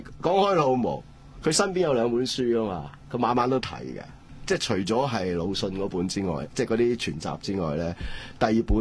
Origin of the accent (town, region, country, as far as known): Hong Kong